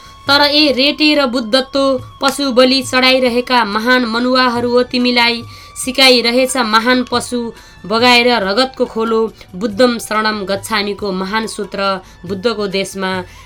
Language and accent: Nepali; Bachha, Gandaki Province, Nepal; born there; now in Chitwan, Nepal; मेरो जन्म पर्वत जिल्ला बाछामा भएको हो र मेरो कर्मघर चाहिँ अहिले चितवनमा छ।